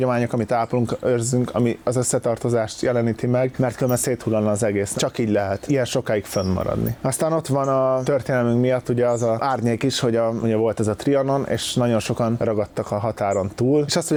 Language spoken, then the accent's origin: Hungarian; Hungary; born there; Szóval az, hogy csak azért, mert én Magyarországra születtem, én vagyok a király